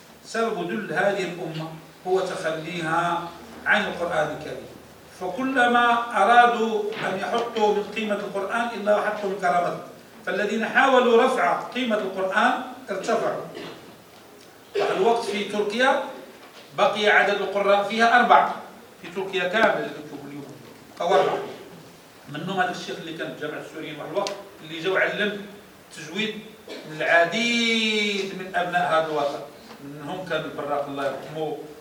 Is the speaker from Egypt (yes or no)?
no; Morocco; كل وثيبة هو عربي عندنا في المغرب ديالنا،